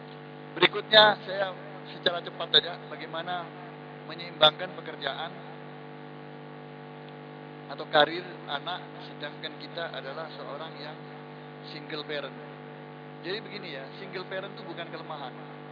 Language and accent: Indonesian; Malang, East Java, Indonesia; Ada yang ini di daerah saya Malang, itu percaya diri bahwa dia bisa membimbing